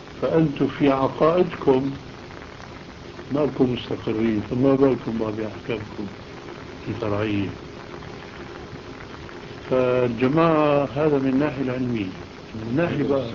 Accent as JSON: {"language": "Arabic", "town": "Aleppo", "region": "Aleppo Governorate", "country": "Syria", "said": "وأنا من حلب"}